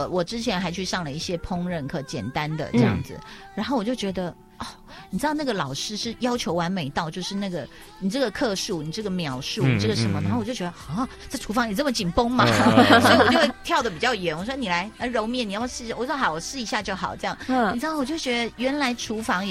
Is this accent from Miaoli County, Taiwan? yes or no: yes; Miaoli, Miaoli County, Taiwan; 我会觉得我小时候在苗栗时候，就是很安静、那也很好。